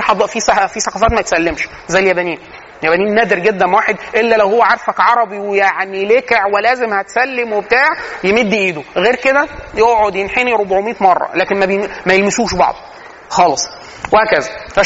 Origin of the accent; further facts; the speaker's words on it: Egypt; ودي من العادات السيئه عندنا فينا كمصريين،